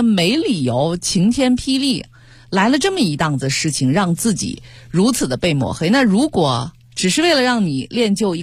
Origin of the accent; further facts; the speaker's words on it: Beijing, China; 我似乎闻到了小的时候在北京的街头经常能够闻到的那种国槐被雨水浇过之后的那种淡淡的香气